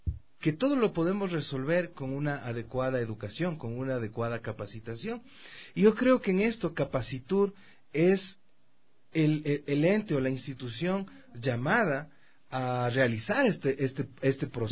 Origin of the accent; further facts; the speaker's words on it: Quito, Pichincha, Ecuador; como ciudad, como quiteño, como empresario, como consumidor también de los servicios